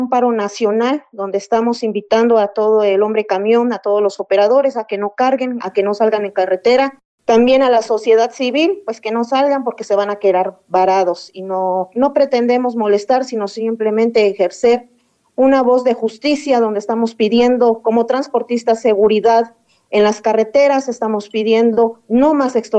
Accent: Mexico; las situaciones que estamos viviendo como mexicanos, como trabajadores

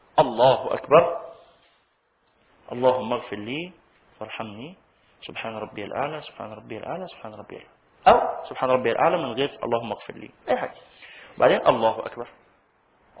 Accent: Egypt; الصيغة اللي احنا بنقولها كمصريين دي صيغة دخيلة

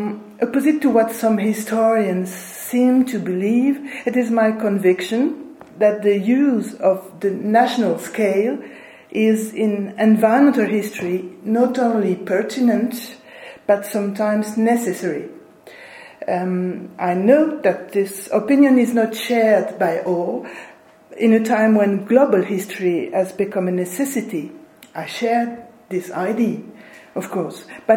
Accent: eastern France, France; born there; English is a second language; Well, I was born in Eastern France in a generation where students learned German, and so I'm still unable to talk Spanish today.

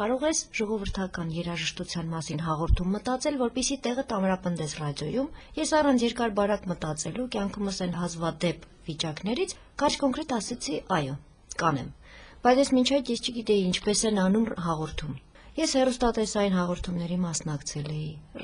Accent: Lori, Armenia; են Ճարտար գյուղից։ Տեղափոխվել են Նոյեմբերյան և արդեն 300 տարի է, ես բնիկ լոռեցի եմ։

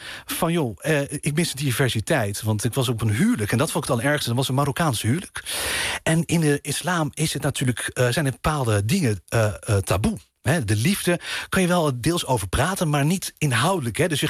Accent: The Hague, South Holland, Netherlands; born there; Aan het strand, Den Haag, waar ik geboren ben.

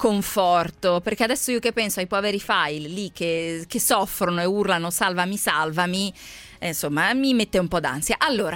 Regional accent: Lombardy, Italy; perché ormai lo sapete, sono brianzola

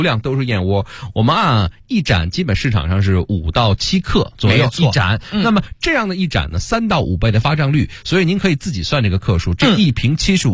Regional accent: Beijing, China; 咱们北京人有两大宝贝

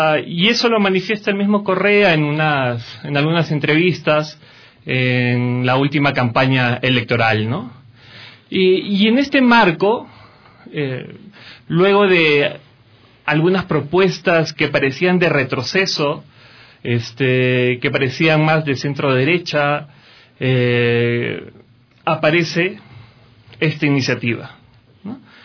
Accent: Peru; now in Ecuador; Soy peruano, residiendo desde el 2007 acá en Ecuador, con hay un pequeño intervalo que estuve de regreso por mi país

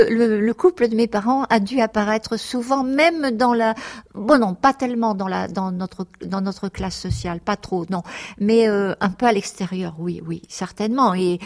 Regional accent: Normandy, France; parce que je suis déracinée de la Normandie et déracinée aussi du monde populaire

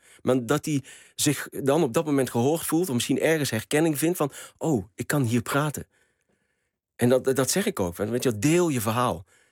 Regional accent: Morocco; Ik ben ook een Marokkaanse man.

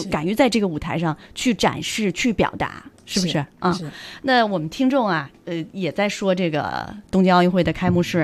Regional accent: China; 我们中国人是讲好死不如赖活着，只要能活下去，是不是？

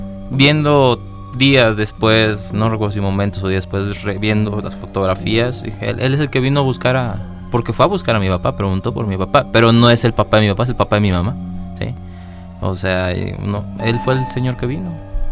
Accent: Ocampo, Coahuila, Mexico; mi infancia la viví en Ocampo, Coahuila.

